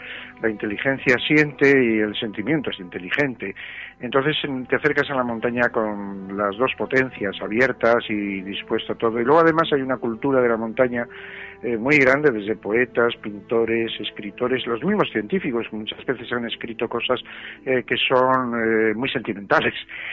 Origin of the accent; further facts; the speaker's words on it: Valladolid, Castile and León, Spain; born there; Yo las vi desde la llanura de Castilla porque nací en Valladolid